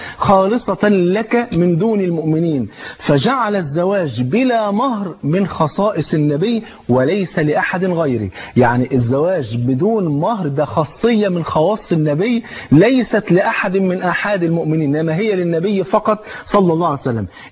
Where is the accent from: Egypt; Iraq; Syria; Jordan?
Egypt; حتى كان عندنا في مصر زمان كان يقول في العقد مثلا والمهر بتاعها ربع جنيه